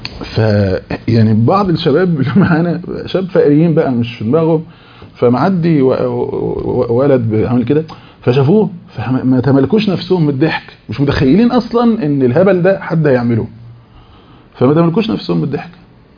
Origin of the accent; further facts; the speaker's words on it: Beni Suef Governorate, Egypt; فطبعا احنا من بني سويف اقاليم